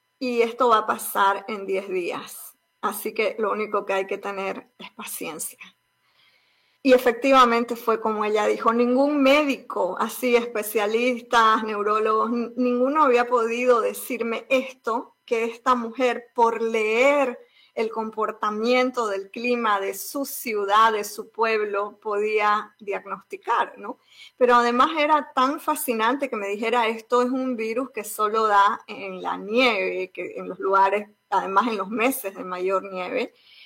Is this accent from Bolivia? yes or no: yes; Bolivia; now in United States; No solamente que soy migrante de Bolivia a Estados Unidos